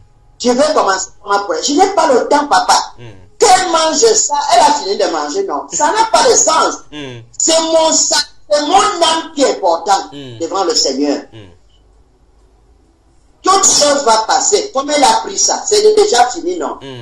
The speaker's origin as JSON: {"language": "French", "country": "Gabon", "said": "je suis venu du Gabon"}